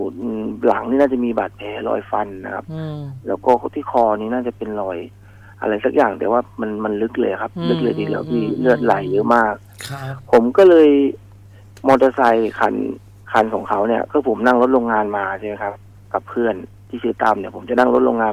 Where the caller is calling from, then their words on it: Lopburi, Thailand; ผมโทรมาจากลพบุรีครับผม